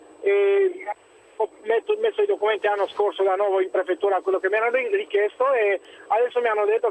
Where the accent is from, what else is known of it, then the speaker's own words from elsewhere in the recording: Romania; Italian is a second language; moved away as an adult; now in Italy; io sono rumeno, sono dal 91 in Italia e dal 95 ho documenti in regola